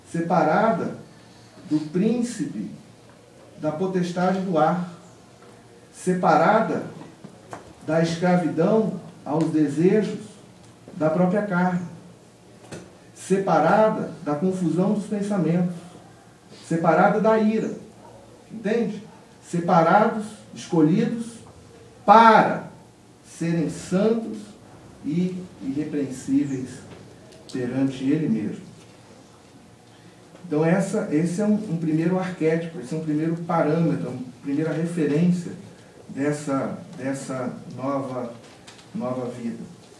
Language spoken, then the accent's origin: Portuguese; Minas Gerais, Brazil; a gente pode aqui, como bons mineiros, comer a sopa pela beirada